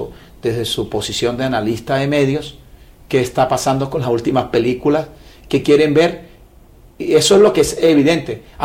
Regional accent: Venezuela; de lo que a nosotros nos compete como venezolanos

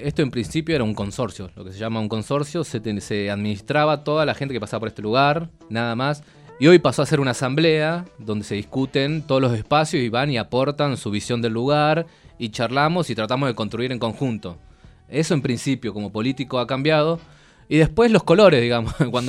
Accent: Aluminé, Neuquén, Argentina; Yo soy neuquino, soy de Aluminé, igual que el Tincho, así nada más es. Que él es de Neuquén, capital. Yo soy de Aluminé, un pueblito chiquitito, 7.000 personas, y tengo 27 años.

